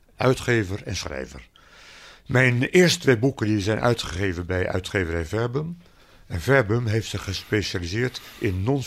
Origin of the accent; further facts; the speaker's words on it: Rotterdam, South Holland, Netherlands; born there; Ja, ik ben geboren op het Pijnakkerplein in Rotterdam.